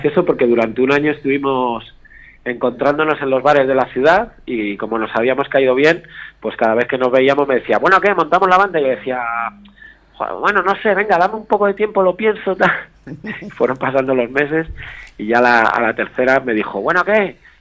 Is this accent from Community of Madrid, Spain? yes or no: yes; Madrid, Community of Madrid, Spain; born there; now in Segovia, Spain; yo me vine aquí hace 15 años, yo nací en Madrid, pero estoy aquí desde hace un tiempo